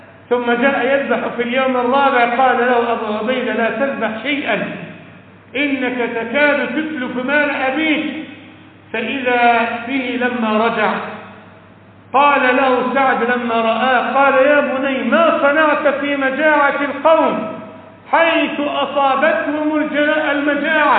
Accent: Egypt; وأقام عندنا في مصر ودفن هناك

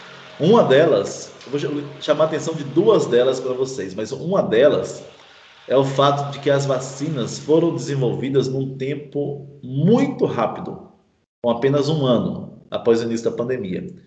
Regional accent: Minas Gerais, Brazil; now in Pernambuco, Brazil; Eu sou mineiro, né? Trabalho aqui em Pernambuco, gosto muito.

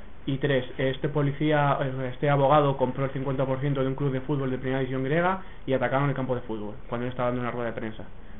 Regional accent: Barcelona, Catalonia, Spain; concretamente nosotros que venimos de Barcelona

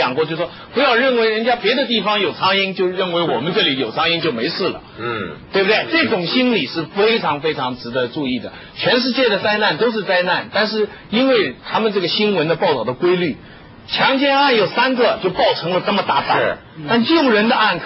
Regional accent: China; 如果你只是情绪上有一点点甚至幸灾乐祸的话还可以理解

